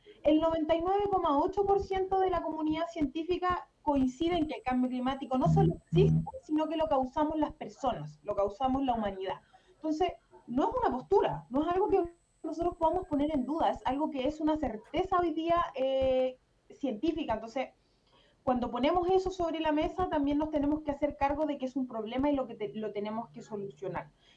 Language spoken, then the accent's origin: Spanish; La Serena, Coquimbo, Chile; Yo particularmente soy del norte, yo soy de La Serena, una ciudad o una región también sumamente minera.